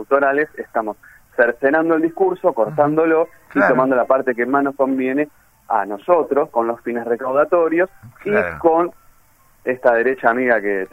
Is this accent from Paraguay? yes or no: no; Avellaneda, Buenos Aires Province, Argentina; yo soy oriundo de Avellaneda y por eso soy el gran rojo de Avellaneda.